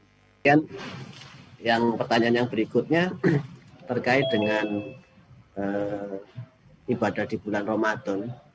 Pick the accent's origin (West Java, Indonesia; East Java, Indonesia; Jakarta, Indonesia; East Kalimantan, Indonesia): East Kalimantan, Indonesia; Sangkulirang; Jadi saya dari Sangkulirang, Pak, dari Provinsi Kalimantan Timur, di ujung paling timur di bagian Kalimantan ya.